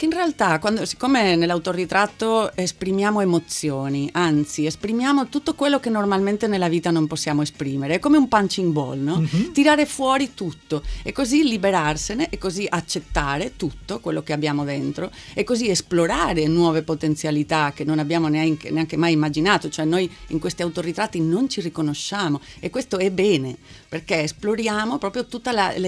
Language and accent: Italian; Spain; Italian is a second language; also born or lived in Milan